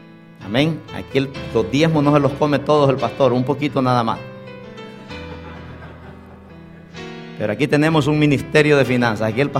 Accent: Honduras; now in United States; Allá nací con las gallinas en Honduras, con los chanchos, con las vacas, con los caballos. Y un día decía, y un día me voy a montar en la panza de un avión y me voy para los Estados Unidos. Y hace 18 años llegué aquí.

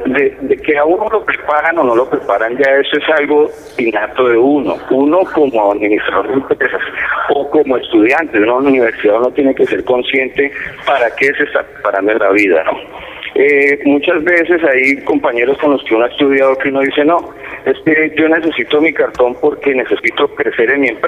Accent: Cundinamarca, Colombia; Nosotros como colombianos, como cundinamarqueses, como vecinos que salimos de la Cundinamarca, salimos con esa capacidad de crear empresa.

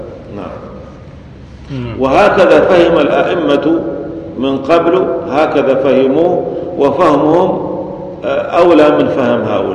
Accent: Syria; ولذلك عندنا في سوريا غالب المساجد يجهرون

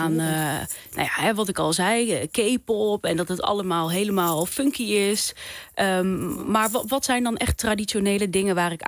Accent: Netherlands; Denk je dat wij als Nederlanders dan misschien een beetje een vertekend beeld hebben van dat land?

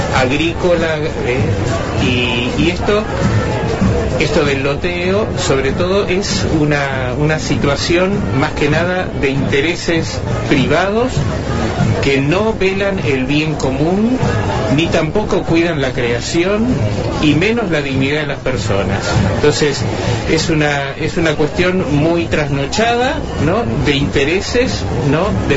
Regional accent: Mallín, Río Negro, Argentina; Mallín y toda la zona donde estamos es una zona rural, ¿no?

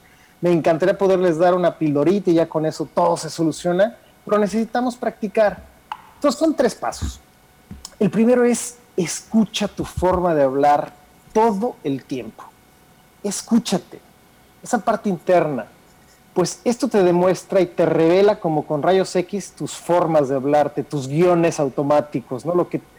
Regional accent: Mexico; Eso a veces se nos olvida, por ejemplo, que somos mexicanos, ¿no? Y que los mexicanos no vemos igual que los alemanes o que los franceses.

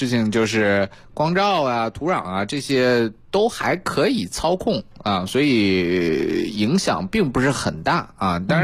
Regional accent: China; 但是我们中国人很有意思，我们中国人很早就利用蔬菜解决了这个问题。

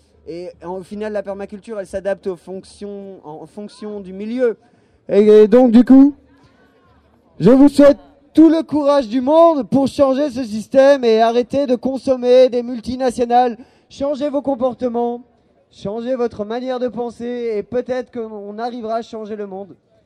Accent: Belgium; je suis belge et je bois une bière polonaise.

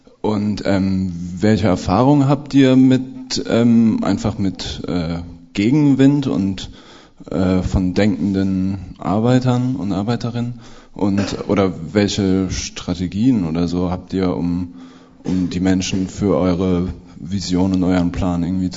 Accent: West Germany, Germany; Also ich komme auch aus Westdeutschland, muss man vielleicht auch dazu sagen

